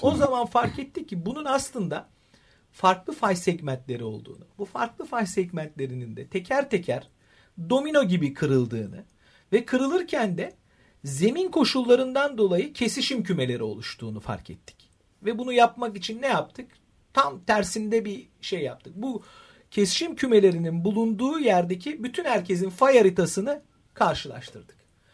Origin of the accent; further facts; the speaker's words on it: Istanbul, Turkey; Ve şans şu, ben İstanbul doğumluyum.